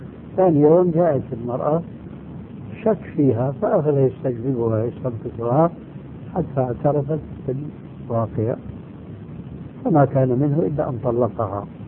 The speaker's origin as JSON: {"language": "Arabic", "country": "Syria", "said": "وكما يقولون عندنا في الشام بلطوا الفيرة"}